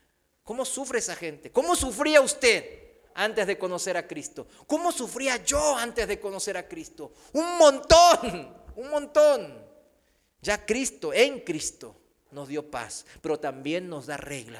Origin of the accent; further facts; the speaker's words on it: South Korea; Spanish is a second language; now in Mexico; Aquí en México, yo, aunque sea coreano, pues yo me siento mexicano